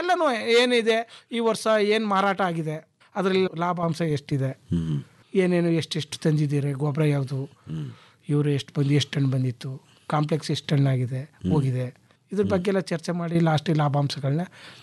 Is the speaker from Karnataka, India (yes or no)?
yes; Basapura, Karnataka, India; born or raised there